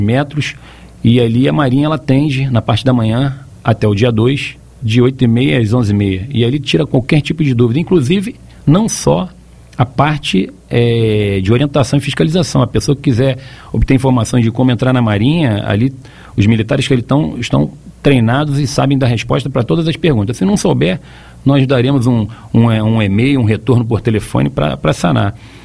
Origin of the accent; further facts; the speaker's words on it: Rio de Janeiro, Brazil; Pelo meu sotaque, todos já sabem que eu não sou de Santa Catarina.